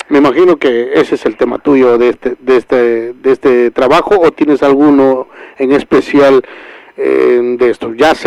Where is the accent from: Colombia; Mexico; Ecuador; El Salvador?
Ecuador; te están escuchando del otro lado del charco, en Ecuador, en mi patria querida. Yo soy ecuatoriano, por supuesto